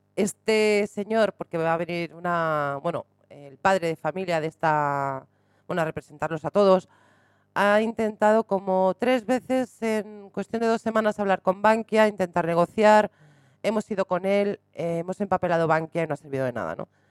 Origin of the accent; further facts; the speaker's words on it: Spain; porque yo soy española